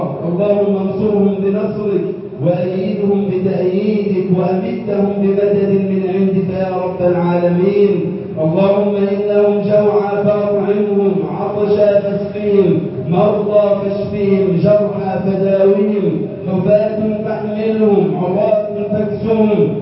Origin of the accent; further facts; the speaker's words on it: Egypt; واجعل يا ربنا بلدنا مصر أمنا أمانا وسائر بلاد المسلمين